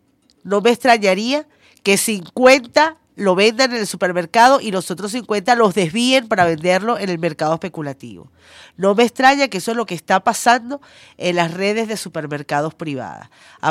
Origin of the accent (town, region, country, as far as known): Venezuela